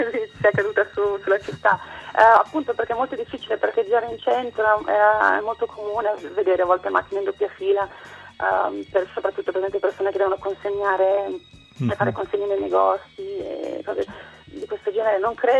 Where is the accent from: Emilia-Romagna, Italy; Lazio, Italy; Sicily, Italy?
Emilia-Romagna, Italy; Bologna; Da Bologna.